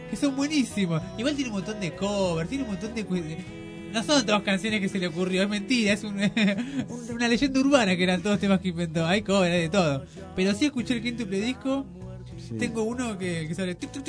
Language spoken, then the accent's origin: Spanish; Moreno, Buenos Aires Province, Argentina; Acá que somos dos de Moreno, estuve recopilando.